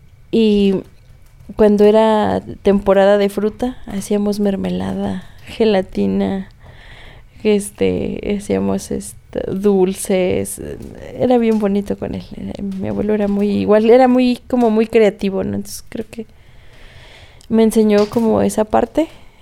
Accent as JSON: {"language": "Spanish", "region": "Tlaxcala", "country": "Mexico", "said": "No, pues que eres de soy de Tlaxcala."}